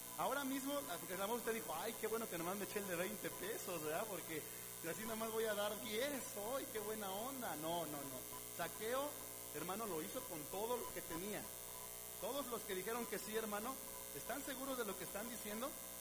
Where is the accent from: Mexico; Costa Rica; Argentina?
Mexico; Es un problema que como mexicanos tenemos en nuestros gobiernos, hermano.